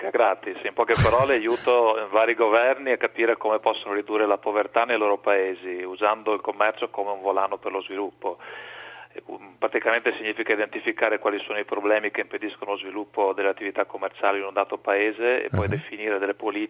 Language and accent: Italian; Veneto, Italy; perché io sono veneto d'origine